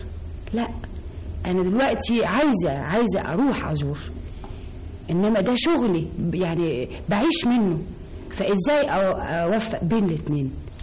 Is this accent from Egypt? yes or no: yes; Alexandria, Alexandria Governorate, Egypt; أنا أولا من اسكندرية ومن محرم بيه.